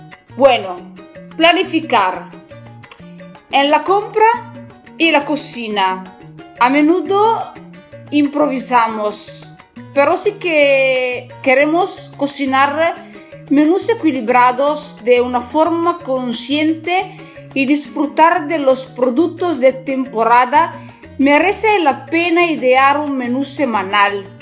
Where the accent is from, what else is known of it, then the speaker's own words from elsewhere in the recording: northern Italy, Italy; Spanish is a second language; Soy italiana del norte de Italia.